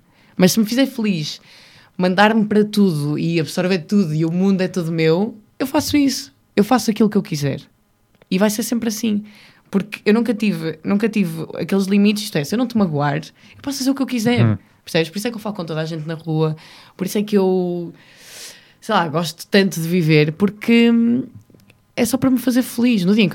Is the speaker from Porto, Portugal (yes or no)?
no; North, Portugal; eu sou do Norte. Vamos lá para as coisas como elas são. E nós, no Norte, adoramos receber a malta